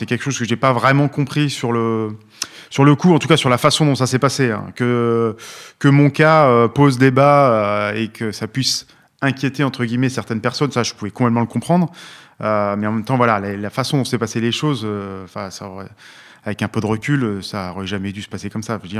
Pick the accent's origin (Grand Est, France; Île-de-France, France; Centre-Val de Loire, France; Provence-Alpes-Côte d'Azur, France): Provence-Alpes-Côte d'Azur, France; Briançon; born there; also born or lived in Guadeloupe; Moi, je suis né à Briançon